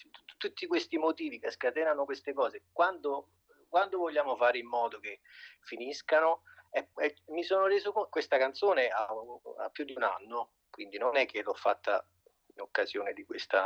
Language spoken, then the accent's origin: Italian; Vallo della Lucania, Campania, Italy; born there; Sì. Sono nato a Vallo della Lucania.